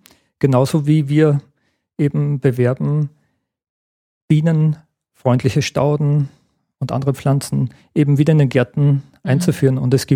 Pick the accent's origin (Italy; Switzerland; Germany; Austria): Austria; Gmunden, Upper Austria; Ich denke gern an meine Kindheit und Jugend zurück. Ich bin ja in Gmunden aufgewachsen und kann mich an viele Schmetterlinge erinnern.